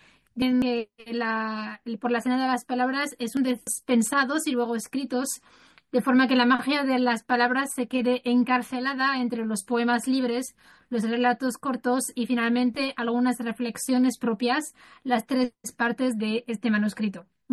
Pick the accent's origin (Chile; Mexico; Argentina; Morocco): Morocco; Spanish is a second language; now in Spain; Soy marroquí de nacionalidad y estoy ubicada en España